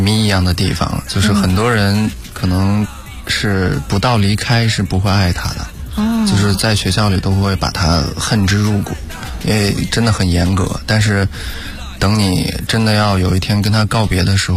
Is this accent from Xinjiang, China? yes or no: yes; Xinjiang, China; 第一场的个人演出一定要回自己的家乡做。我对，因为我是来自新疆的嘛，然后我对新疆是非常有感情的